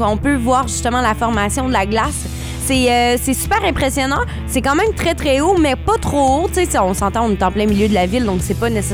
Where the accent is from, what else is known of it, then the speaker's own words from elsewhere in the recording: Trois-Rivières, Quebec, Canada; accent: Trifluvian; De Trois-Rivières.